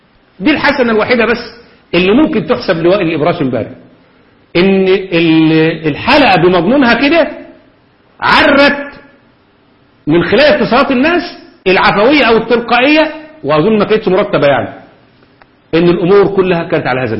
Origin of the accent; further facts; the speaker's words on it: Egypt; في لجنة الخمسين عندنا في مصر